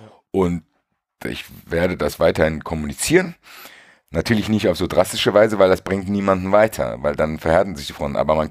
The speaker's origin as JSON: {"language": "German", "town": "Frankfurt", "region": "Hesse", "country": "Germany", "said": "Soll ich als Frankfurter dem dankbar sein, dass er in der Rhein-Neckar-Region irgendwelche Sachen investiert hat oder was?"}